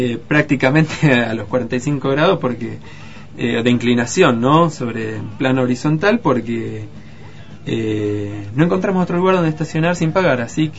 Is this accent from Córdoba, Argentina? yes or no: no; Chubut, Argentina; porque soy de Chubut